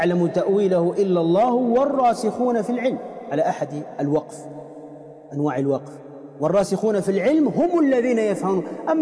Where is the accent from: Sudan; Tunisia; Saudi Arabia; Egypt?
Tunisia; وأصلا عندنا في تونس تسمى الهريسة